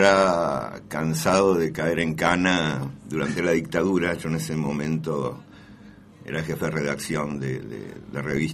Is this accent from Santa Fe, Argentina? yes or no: no; Buenos Aires, Argentina; Sí, yo vengo de Buenos Aires, de padres que escaparon al nazismo.